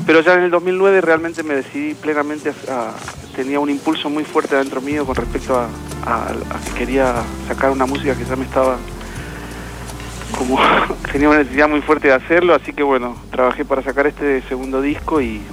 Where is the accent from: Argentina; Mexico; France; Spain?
Argentina; Mendoza; yo me crié en Mendoza. Y bueno, cuando venía acá a Buenos Aires me encantaba el anonimato de la ciudad